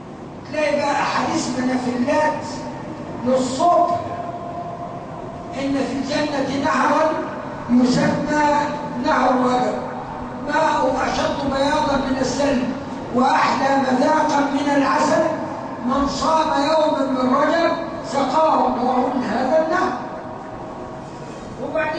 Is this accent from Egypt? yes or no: yes; Upper Egypt, Egypt; أو أعفف اللي يسموه عندنا في الصعيد